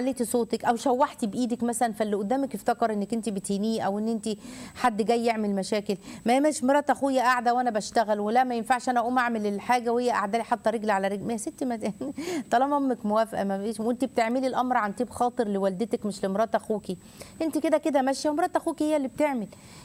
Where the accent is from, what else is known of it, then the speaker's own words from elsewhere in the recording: Tanta, Gharbia, Egypt; لا دي بلد الجامعة، أنا من طنطا